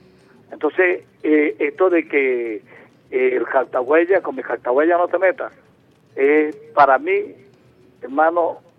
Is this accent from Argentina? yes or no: no; Venezuela; No, hermano, yo soy buen venezolano.